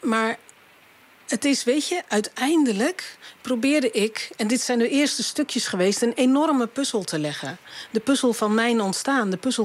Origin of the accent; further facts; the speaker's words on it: Dordrecht, South Holland, Netherlands; born there; Ik studeerde in die tijd in Utrecht. En we zijn in de auto gestapt en zijn naar Dordrecht gegaan, waar ik geboren ben.